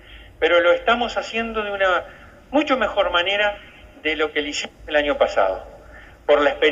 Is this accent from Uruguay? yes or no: yes; Tacuarembó, Uruguay; como decimos en mi pueblo, en Tacuarembó, yo soy del interior, al mal tiempo, buena cara.